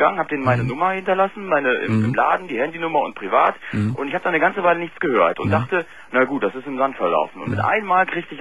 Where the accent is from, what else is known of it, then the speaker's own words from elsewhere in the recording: Berlin, Germany; born there; Ja, es ist griechisch, aber ich bin kein Grieche, also ich bin in Berlin geboren.